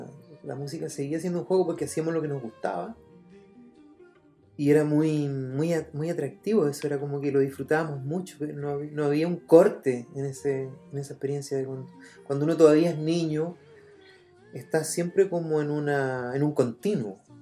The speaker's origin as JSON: {"language": "Spanish", "town": "Contulmo", "region": "Biobío", "country": "Chile", "tie": "born or raised there", "said": "yo soy de Contulmo, un pueblo muy pequeño que está en la novena, en el límite de la octava y la novena región."}